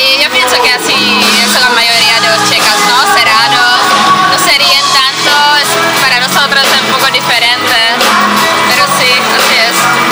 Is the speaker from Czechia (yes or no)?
yes; Prague, Czechia; Spanish is a second language; moved away; Bueno, yo soy de Praga, soy estudiante.